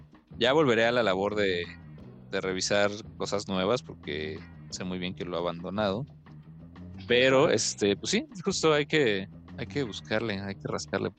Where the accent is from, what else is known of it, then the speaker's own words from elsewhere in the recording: Mexico City, Mexico; De repente a nosotros como chilangos nos pegan el orgullo de que no vengan.